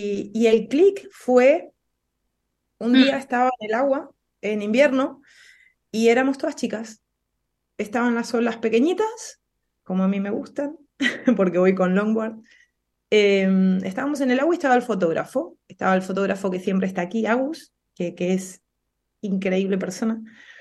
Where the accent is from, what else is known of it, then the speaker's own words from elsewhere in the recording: Argentina; Como te das cuenta, soy argentina. Si bien vivo en una provincia en donde da el mar, pero me queda muy lejos